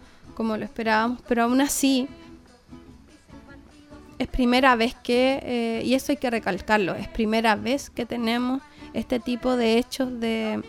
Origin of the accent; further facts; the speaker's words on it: Chile; Cómo hoy día como chilenos nosotros respetamos a aquellas personas